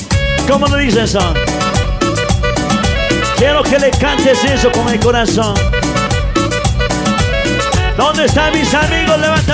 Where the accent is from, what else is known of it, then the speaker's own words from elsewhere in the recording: Quito, Pichincha, Ecuador; Para mis amigos que somos del sur de Quito, ¿dónde estaba?